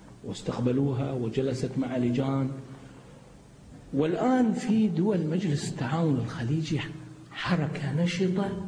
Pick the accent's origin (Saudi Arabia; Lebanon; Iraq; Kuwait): Kuwait; احنا عندنا بالكويت لا تجرؤ حكومتنا